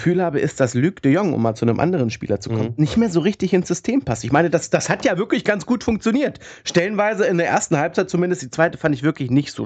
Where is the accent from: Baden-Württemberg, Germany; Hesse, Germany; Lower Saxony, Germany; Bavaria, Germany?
Lower Saxony, Germany; Hanover; born there; Also ich als geborener Hannoveraner muss sagen, Hamburg ist dann doch noch schöner.